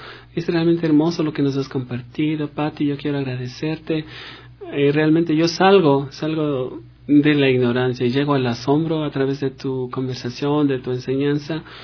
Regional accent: Ecuador; saber que somos ecuatorianos y que tenemos cosas hermosas

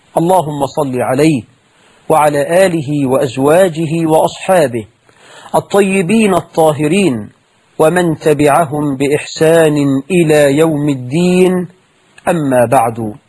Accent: Egypt

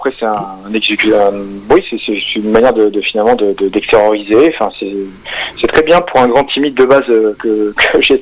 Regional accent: Paris, Île-de-France, France; born there; now in Dax, France; Alors moi à la base je suis né à Paris, je suis installé dans le sud-ouest de la France, il y a à peu près une dizaine d'années de cela, à Dax particulièrement, donc entre Bordeaux et grosso modo et Biarritz

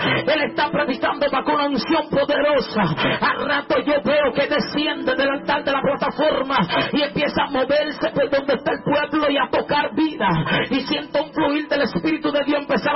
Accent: Dominican Republic; Porque nosotros venimos de Dominicana, usted ve los videos. Allá la gente piensa que somos locos

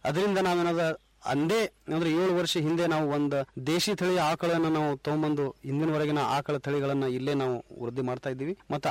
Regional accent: Karnataka, India; ಇಂಡಿ ತಾಲೂಕು ಸಾಕಿ ನಾದ್ಕೇಡಿ ನನ್ನ ಗ್ರಾಮ. ನಾನು ಒಬ್ಬ ಯುವ ಕೃಷಿಕ.

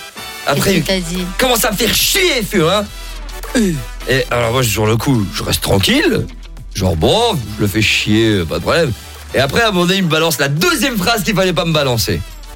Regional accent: Belgium; born there; Mon père est d'origine sénégalaise et ma mère est belge. Je suis né en Belgique, mais je suis métissé.

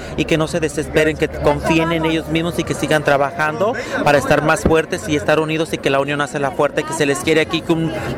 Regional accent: Michoacán, Mexico; moved away; Yo soy de Michoacán, pero estaba en Guadalajara

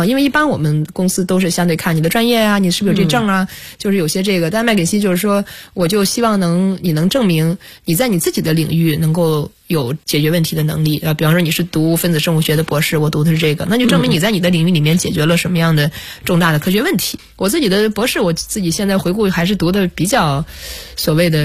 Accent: China; now in United States; 我们在中国的这个环境长大

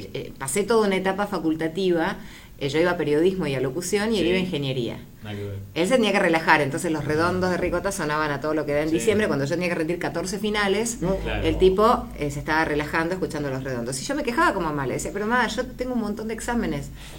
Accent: Villa Elisa, Buenos Aires Province, Argentina; soy de Villa Elisa, media cuadra de Camino Centenario, vivimos siempre costado a esperar el 273.

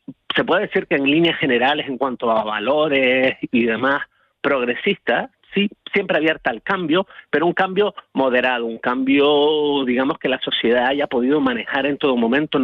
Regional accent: Canary Islands, Spain; que somos 8 islas. Y entonces, casi de cada manifestación cultural, incluso, bueno, las más evidentes, nuestro dialecto

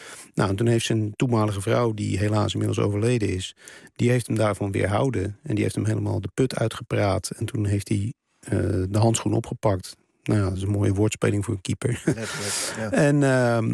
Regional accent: Rotterdam, South Holland, Netherlands; Want ik ben van oorsprong, kom ik uit Rotterdam.

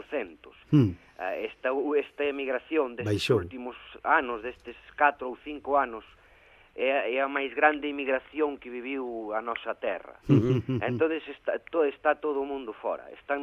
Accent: Ribeira, Galicia, Spain; Bueno, eu síntome tamén do mar porque me criei na Ribeira.

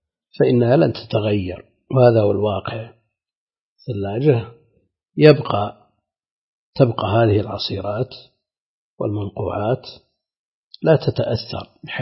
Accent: Najd, Saudi Arabia; هذا هو الموجود المتعارف عليه عندنا في نجد، هذا هو المعروف عندنا

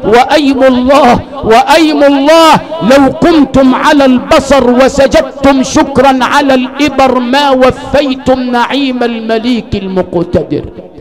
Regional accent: Al Sharqia Governorate, Egypt; أنا أبويا عندنا في الشرقية خلي بالك قال لي كلمتين اتنين حاططهم حلقة في ودني

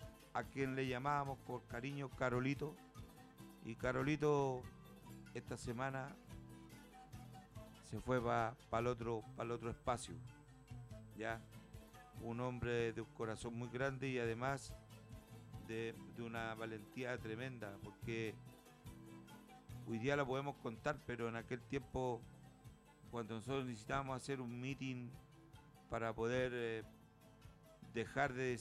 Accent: Pedro Aguirre Cerda, Santiago Metropolitan Region, Chile; born there; un vecino mío de allá de la población, Pedro Aguirre Cerda, de donde yo nací

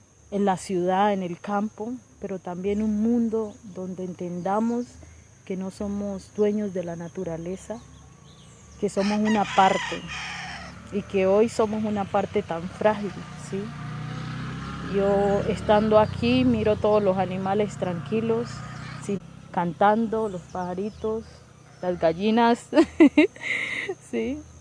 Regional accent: Colombia; Hoy necesitamos sacar como colombianos y colombianas, sobre todo, lo mejor de nosotros para nuestras familias

